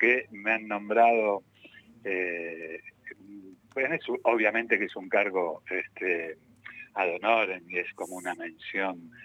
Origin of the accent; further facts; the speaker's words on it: Ramos Mejía, Buenos Aires Province, Argentina; yo soy de Ramos Mejía, de La Matanza, y para mí La Lucila del Mar es como Ramos Mejía, pero con mar